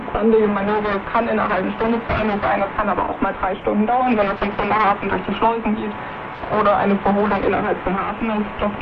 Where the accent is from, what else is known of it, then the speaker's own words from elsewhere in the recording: Baden-Württemberg, Germany; now in Bremerhaven, Germany; ich bin früher am Neckar aufgewachsen und fand da die Binnenschiffe immer sehr schön.